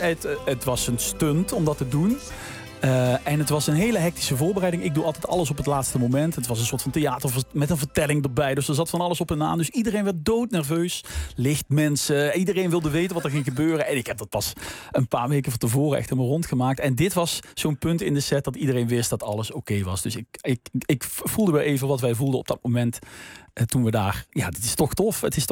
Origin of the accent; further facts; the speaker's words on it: Limburg, Netherlands; Maar het is ook iets wat wij heel graag in stand houden als Limburgers.